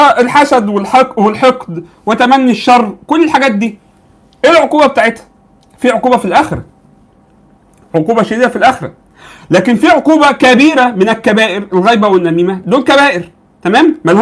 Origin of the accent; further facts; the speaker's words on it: Egypt; عندنا في مصر